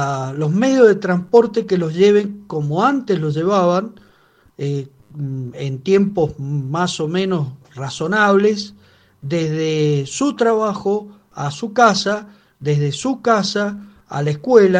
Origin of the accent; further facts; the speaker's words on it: Mendoza, Argentina; los que limpiamos el ambiente, en este caso, somos los mendocinos con nuestros pulmones